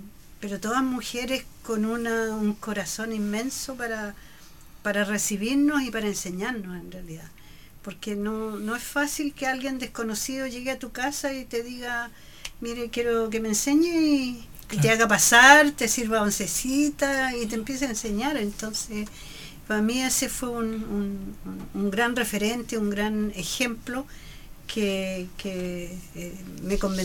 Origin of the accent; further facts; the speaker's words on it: Concepción, Biobío, Chile; Nacida y mal criada en Concepción.